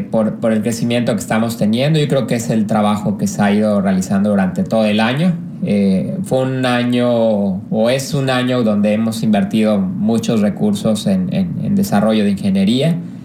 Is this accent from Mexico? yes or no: yes; Mexico; Pues creo que todos como mexicanos queremos tranquilidad en todo nuestro país.